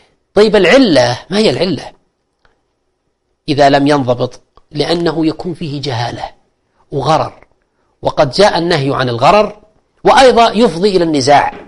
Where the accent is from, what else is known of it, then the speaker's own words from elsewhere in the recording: Al-Qassim, Saudi Arabia; السلف كان يسمى عندنا الكتاب أو الستاب في عندنا في القصيم